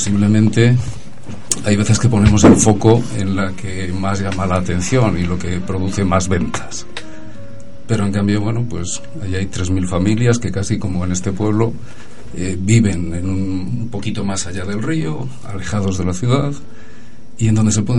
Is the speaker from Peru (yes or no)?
no; Valladolid, Castile and León, Spain; Soy de Valladolid, soy del barrio España, vivo en Valladolid.